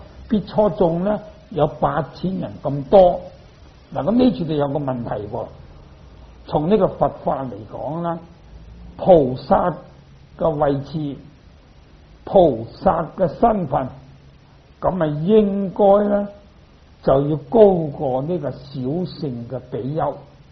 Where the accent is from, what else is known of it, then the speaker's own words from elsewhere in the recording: China; 不过我哋中国人咧，可以有一种咧唔好嘅习惯